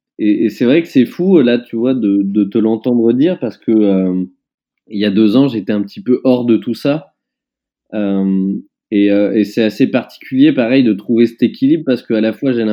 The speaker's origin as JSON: {"language": "French", "town": "Roanne", "region": "Auvergne-Rhône-Alpes", "country": "France", "tie": "born there", "said": "j'étais parti marcher entre ma ville natale, Roanne, et Lyon."}